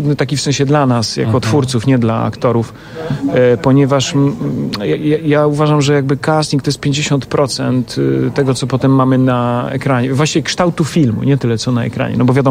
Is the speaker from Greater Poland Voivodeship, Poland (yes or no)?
no; Łomża, Podlaskie Voivodeship, Poland; Nie, ja jestem z Łomży.